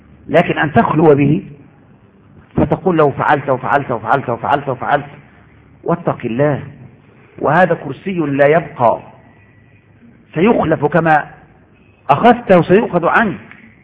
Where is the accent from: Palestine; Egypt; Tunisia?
Egypt; يا شيخ إن عندنا في مصر زمان كان الناس لا يعرفون وجوب صلاة